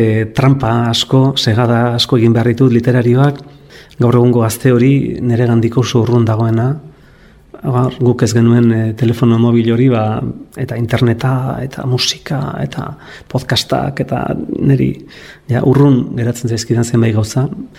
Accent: Ordizia, Basque Country, Spain; born there; etortzen nintzela 13-14 urterekin bakar-bakarrik Ordiziatik, nire jaioterritik

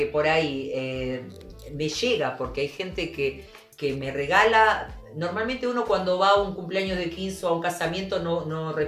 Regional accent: Buenos Aires, Argentina; Yo nací en Once, soy bien porteña, porteña. Pero mi sangre es Tucumán.

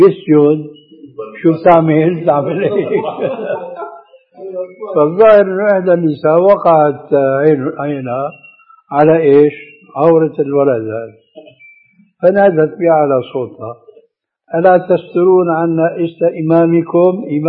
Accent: Syria; النعل الصرارة موجودة، كانت إلى عهد قريب عندنا في سوريا للرجال

